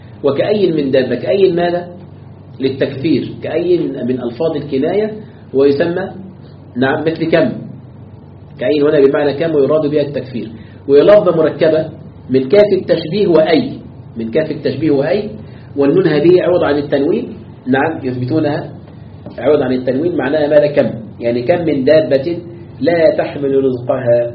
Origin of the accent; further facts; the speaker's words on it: Egypt; وتتعجب الكلاب التي عندنا في مصر من أين تأكل